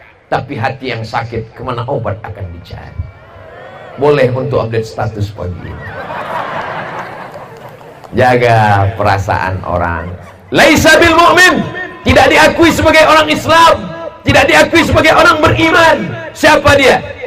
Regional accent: Sumatra, Indonesia; jangan sampai nanti jamaah di Sumatera, di kampung saya nggak tahu

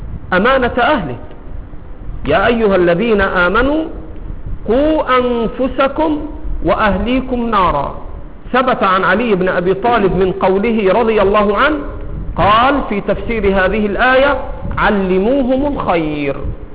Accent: Egypt; accent: Egyptian; طاهر ولد من ولاده على لهجتنا المصرية.

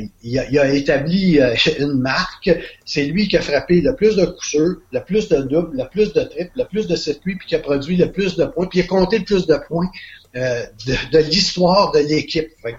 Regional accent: Quebec, Canada; C'est un joueur qui, chez nous au Québec, là, à 15 ans, il démontrait une puissance incroyable.

